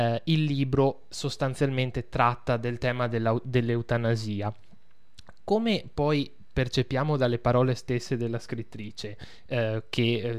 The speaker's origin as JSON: {"language": "Italian", "region": "Veneto", "country": "Italy", "said": "immagino a me come veneto, magari può risultare assolutamente sconosciuta"}